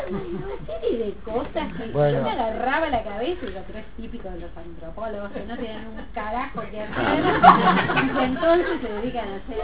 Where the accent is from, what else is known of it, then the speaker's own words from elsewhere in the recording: Buenos Aires, Argentina; pero de donde yo vengo, de Buenos Aires, no sabés lo que son los antropólogos.